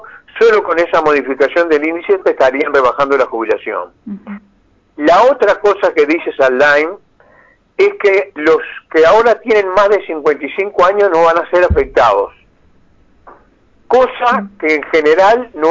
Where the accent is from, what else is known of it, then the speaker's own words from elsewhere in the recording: Fray Bentos, Río Negro, Uruguay; born there; seguramente ustedes llegan a Fray Ventos, que es mi pueblo de nacimiento.